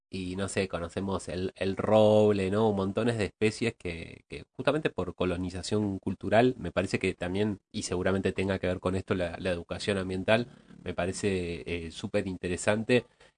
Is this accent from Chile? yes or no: no; Argentina; como pueblo argentino, nos falta más extraer ese conocimiento